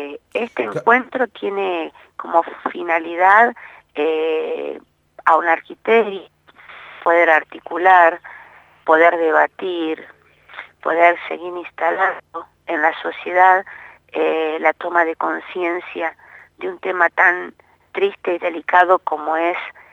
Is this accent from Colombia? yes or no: no; Los Toldos, Buenos Aires Province, Argentina; soy de Los Toldos